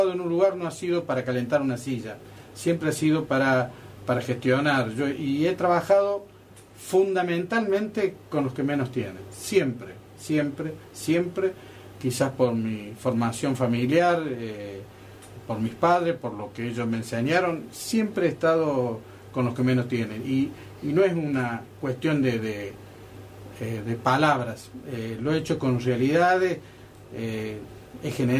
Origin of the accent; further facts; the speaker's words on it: Calchín Oeste, Córdoba, Argentina; now in Córdoba, Argentina; de Calchín Oeste me vine a la ciudad de Córdoba y luego hice una carrera.